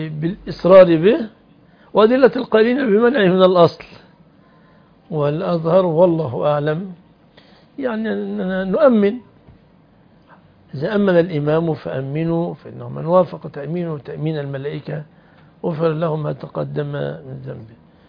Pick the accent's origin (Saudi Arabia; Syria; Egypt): Egypt; أنا رجل مصري لا أعرف مشاكلكم، أنا جاي من مصر